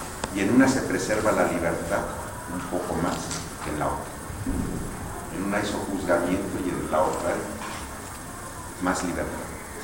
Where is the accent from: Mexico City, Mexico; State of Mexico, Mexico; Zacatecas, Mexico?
Mexico City, Mexico; born there; mi mamá y mi papá son del DF. Y mis abuelos y bisabuelos eran del DF. Entonces soy dinosaurio. Y además nací en la Merced. Soy paisano de Jacobo Zabudowski. Nací en la calle de Cabañas y Carretones, ando de la Merced.